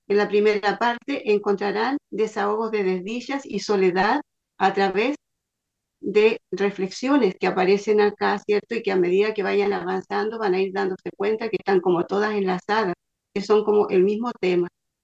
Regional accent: San Fernando, O'Higgins, Chile; Les saludo desde Chile. Soy de San Fernando, de la sexta región, profesora generalista, orientadora educacional y escritora.

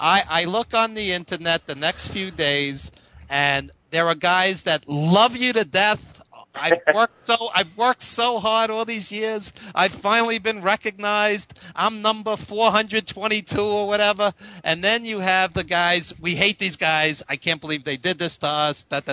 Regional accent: New York, United States; I'm a New Yorker, and like I said, I've seen you many times.

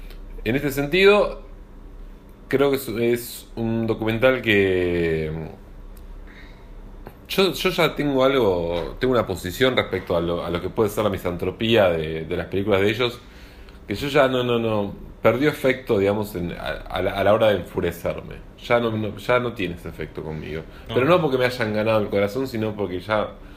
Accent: Argentina; Argentina es así, puede así ser, somos los argentinos.

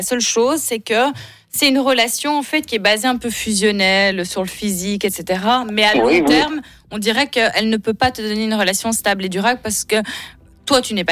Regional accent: Italy; Moi, je suis italienne.

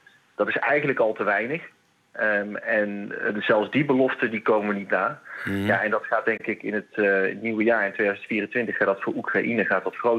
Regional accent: Kaatsheuvel, North Brabant, Netherlands; En ik ga zo meteen naar Kaatsheuvel, waar ik opgegroeid ben.

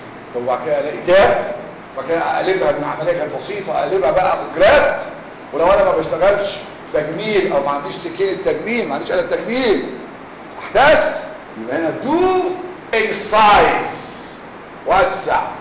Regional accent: Egypt; إحنا كمصريين قيمنا الجراح بعدد الغرز

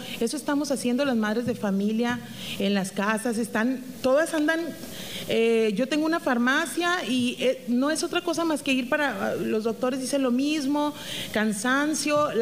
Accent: Banámichi, Sonora, Mexico; ciudadana afectada de Banamichi, del río de Sonora. Yo nací ahí en Banamichi y pues ahí me quiero morir

